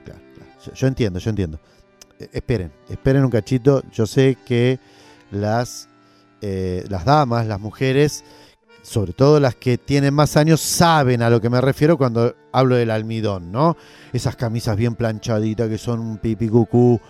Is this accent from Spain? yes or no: no; Argentina; dentro de nuestra historia como Argentina, una creación como esta